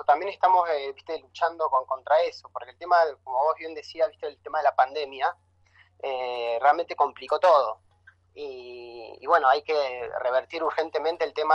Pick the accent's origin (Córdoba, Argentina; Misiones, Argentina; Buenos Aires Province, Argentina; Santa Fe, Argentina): Córdoba, Argentina; La Falda; ahora yo acá soy de La Falda, estoy trabajando políticamente bastante más, más activo.